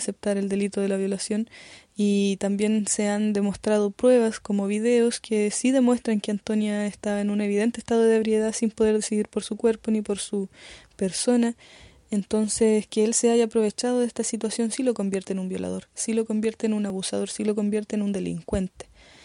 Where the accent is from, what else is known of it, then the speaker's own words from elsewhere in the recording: Temuco, Araucanía, Chile; soy de acá de Temuco